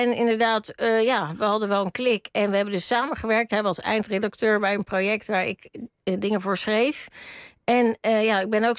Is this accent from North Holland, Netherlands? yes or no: no; Rotterdam, South Holland, Netherlands; Hij was heel lang uit Rotterdam, waar ik vandaan kom, weg.